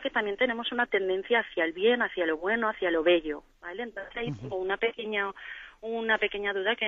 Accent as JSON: {"language": "Spanish", "town": "Valencia", "region": "Valencian Community", "country": "Spain", "said": "de Valencia."}